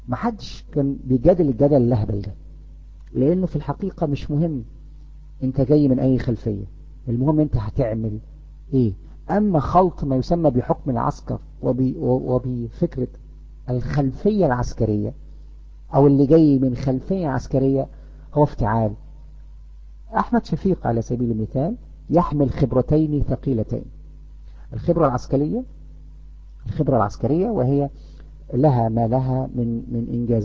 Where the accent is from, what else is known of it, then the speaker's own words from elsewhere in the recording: Egypt; اللي يهمنا احنا كمصريين ان ننتخب الكفء